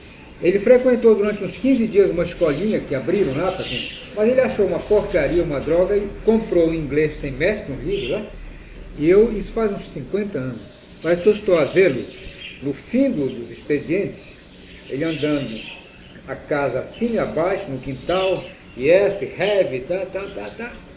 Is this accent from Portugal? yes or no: no; Belterra, Pará, Brazil; also born or lived in Fordlândia; nasci em Forlândia, passamos uns 5 ou 6 anos lá, e meu pai foi transferido para Belterra.